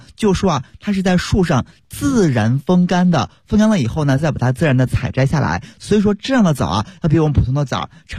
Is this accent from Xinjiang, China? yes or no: yes; Xinjiang, China; 当然了，所以说今天呢，我就要把我们家乡特别好的一款商品介绍给大家。